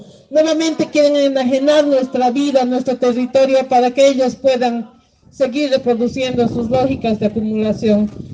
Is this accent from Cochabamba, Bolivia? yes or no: no; Potosí, Bolivia; vengo desde Potosí, vengo a abrazar este encuentro